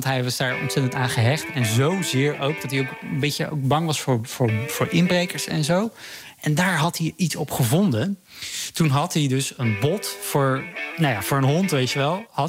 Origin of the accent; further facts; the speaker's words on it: Vlaardingen, South Holland, Netherlands; now in Utrecht, Netherlands; En ja, ik ben ook opgegroeid in Vlaardingen. Mensen denken vaak Rotterdam ook. Ja, dat ben ik ook gaan zeggen toen ik naar Utrecht ging. Toen ik daar kwam wonen, want mensen weten vaak toch niet helemaal waar Vlaardingen ligt.